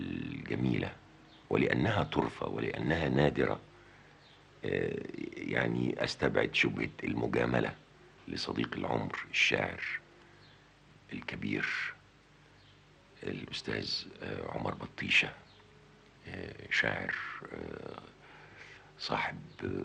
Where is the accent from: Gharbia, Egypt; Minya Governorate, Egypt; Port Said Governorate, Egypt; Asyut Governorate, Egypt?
Port Said Governorate, Egypt; Port Said; وأنا ما زلت في بلدي بورسعيد كنت أتابعها شأن كل المصريين